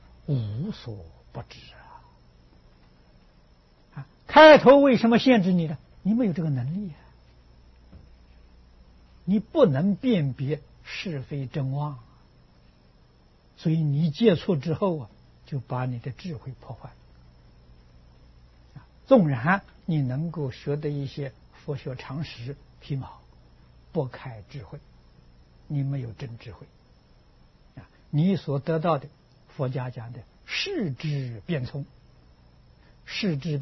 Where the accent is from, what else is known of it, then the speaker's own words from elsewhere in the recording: China; 这个时候老师就放你走了啊，我们中国人叫出师，现在人叫毕业